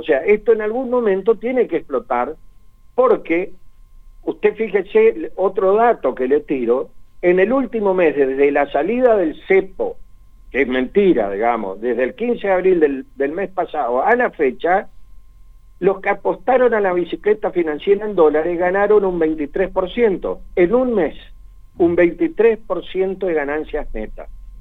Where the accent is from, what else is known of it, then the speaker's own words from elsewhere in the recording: Argentina; nosotros como Argentina, como país, estamos muy caros en dólares